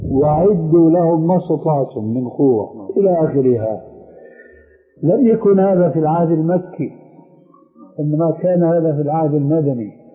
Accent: Syria; لذلك العملية كما يقولون عندنا في الشام بدها زكاة

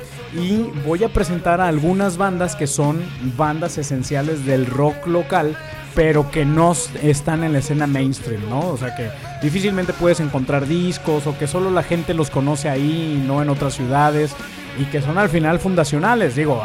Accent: Guadalajara, Jalisco, Mexico; como yo soy tapatío, el tapatío es el gentilicio de la gente de Guadalajara, México

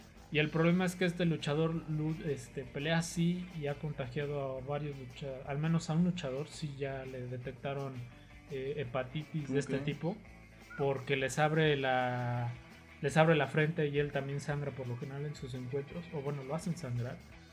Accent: Mexico; somos público mexicano y no nos callamos para nada en las luchas

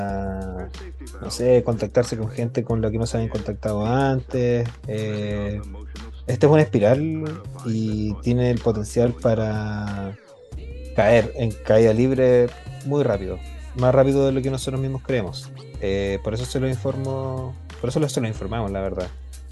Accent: Chile; Colombia, como chilenos, probablemente tampoco entendamos pico de lo que están hablando.

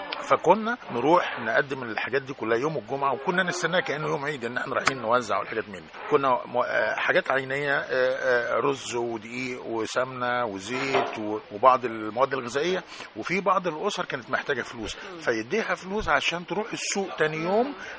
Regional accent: Egypt; أنا عشت طفولتي كلها في الريف المصري، الريف الجميل

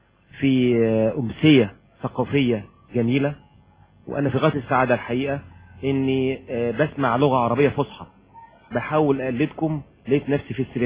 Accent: Aswan, Aswan Governorate, Egypt; انا راجل يعني بتكلم بالصعيد، انا من اسوان

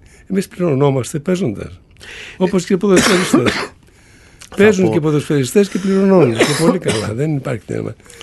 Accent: Macedonia, Greece; είμαι Μακεδόνας, ας πούμε, γνήσιος Μακεδόνας, έτσι. Φαίνεται από τη φυσιογνωμία μου.

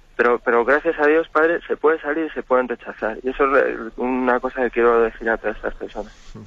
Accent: Madrid, Community of Madrid, Spain; de Madrid.

